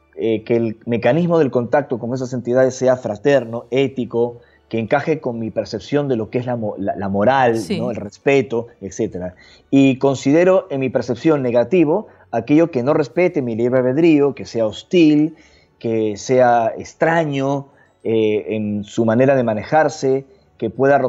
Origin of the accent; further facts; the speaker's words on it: Peru; Yo nací y crecí en Perú, como ya mencionamos, y es un país fecundo de misterios